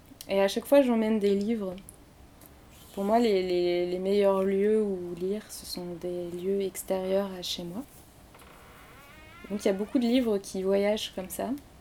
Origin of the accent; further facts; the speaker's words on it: Orléans, Centre-Val de Loire, France; now in Paris, France; Je prends le train entre Paris et Orléans. Parce que je suis originaire d'Orléans. Mes parents vivent toujours là-bas.